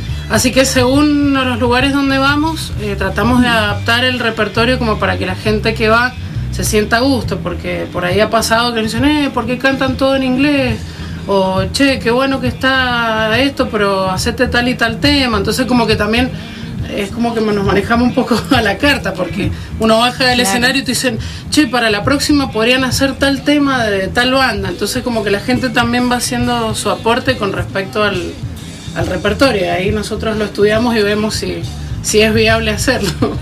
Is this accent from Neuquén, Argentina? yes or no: no; Godoy Cruz, Mendoza, Argentina; Pero como yo soy de Godoy Cruz, me parece que...